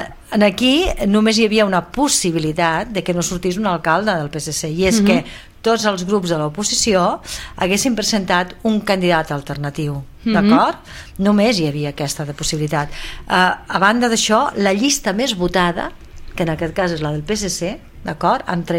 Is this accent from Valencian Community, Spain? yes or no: no; Sabadell, Catalonia, Spain; perquè com a sabadellenca, suposo que tots nosaltres i sabadellencs no ens agrada la imatge que la ciutat doncs, està tenint